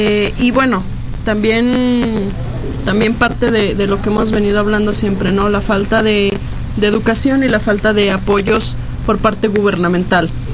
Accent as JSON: {"language": "Spanish", "country": "Mexico", "said": "a explotar todo este ingenio que tenemos como mexicanos"}